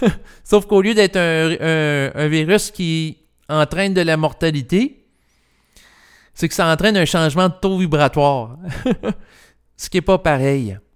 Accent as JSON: {"language": "French", "region": "Quebec", "country": "Canada", "tie": "born there", "said": "moi, je suis né au Québec et j'ai pas à changer d'endroit et je l'apprécie."}